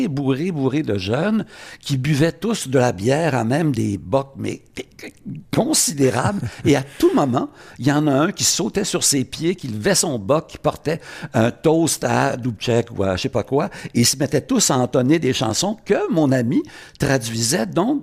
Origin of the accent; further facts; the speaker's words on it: Quebec, Canada; je ne suis pas un gros méchant américain, je suis un Québécois, un Canadien